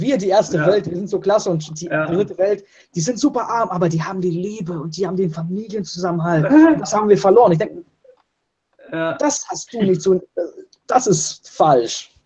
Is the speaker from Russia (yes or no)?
yes; Russia; Leo und ich, wir kommen beide aus Russland